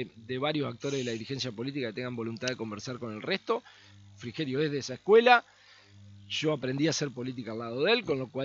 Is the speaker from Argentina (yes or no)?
yes; Argentina; lo que hicimos como argentinos hasta acá no ha funcionado